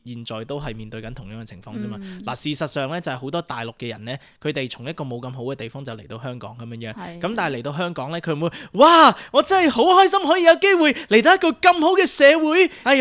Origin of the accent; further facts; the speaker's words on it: United States; 即係我哋美國人，我哋係有言論自由嘅呢一個國家